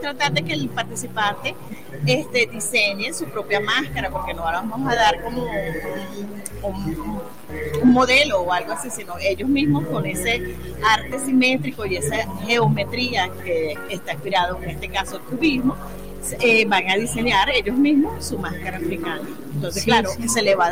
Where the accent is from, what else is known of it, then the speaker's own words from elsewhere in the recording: Venezuela; nosotros como venezolanos tenemos nuestra cultura